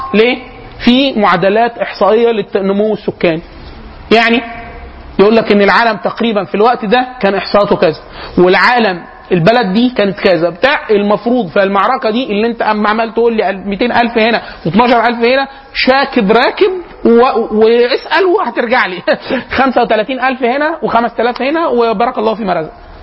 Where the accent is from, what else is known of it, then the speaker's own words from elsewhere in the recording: Egypt; احنا كمصريين رايحين، احنا معانا كده معانا كبد